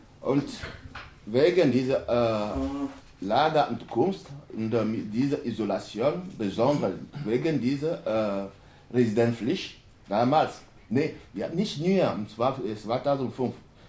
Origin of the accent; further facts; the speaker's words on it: Togo; German is a second language; now in Germany; Ich komme aus Togo. Und ich bin hier in Deutschland 1997 gekommen.